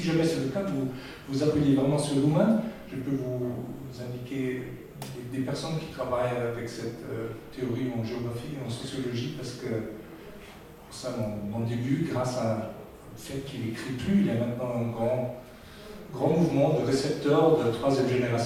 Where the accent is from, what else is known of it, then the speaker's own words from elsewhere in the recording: Germany; French is a second language; quand je suis allemand